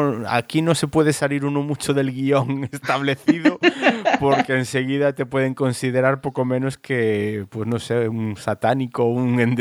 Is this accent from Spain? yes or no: yes; Galicia, Spain; de donde soy yo, en Galicia.